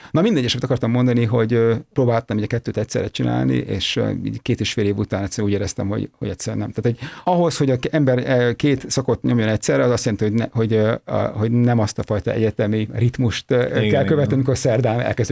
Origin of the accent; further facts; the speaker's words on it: Budapest, Hungary; én magam egyébként Budapesten születtem, éltem egy orvos családból származom